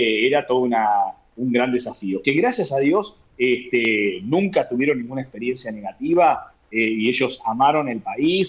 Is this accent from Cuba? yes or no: no; Argentina; siempre la frase cuando decía soy de Argentina